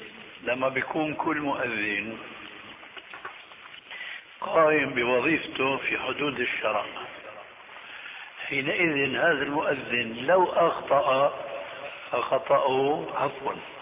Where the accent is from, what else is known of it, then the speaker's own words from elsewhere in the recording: Syria; كما يقولون عندنا في الشام